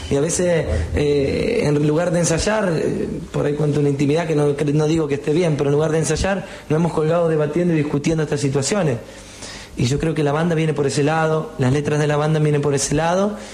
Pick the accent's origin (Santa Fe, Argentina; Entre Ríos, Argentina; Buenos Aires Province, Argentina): Santa Fe, Argentina; Correa; yo soy un pueblo y los chicos son de Casilda, yo soy de Correa.